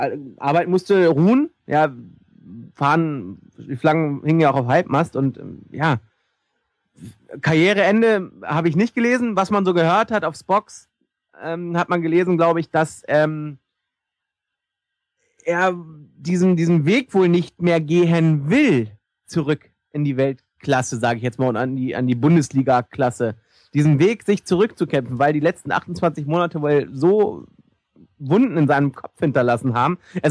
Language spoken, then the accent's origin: German; Hannover, Lower Saxony, Germany; Es tut mir leid, ich komme aus Hannover, ja